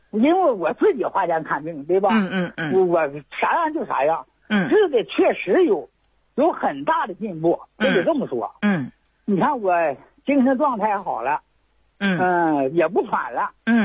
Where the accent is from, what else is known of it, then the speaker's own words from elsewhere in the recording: Chaoyang, Liaoning, China; 我是辽宁朝阳，朝阳市人。